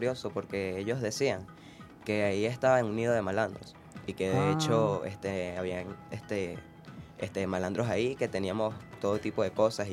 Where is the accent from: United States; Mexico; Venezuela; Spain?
Venezuela; Yaracuy; Sí, vengo del estado de Yaracuy.